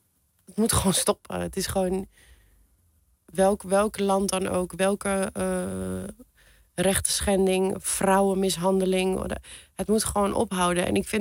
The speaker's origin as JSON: {"language": "Dutch", "country": "Iran", "said": "Ja, mijn droom is toch naar mijn land terug te gaan."}